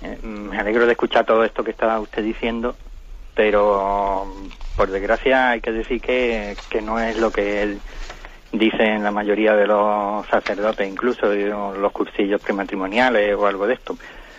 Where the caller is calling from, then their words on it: Málaga, Andalusia, Spain; de Málaga.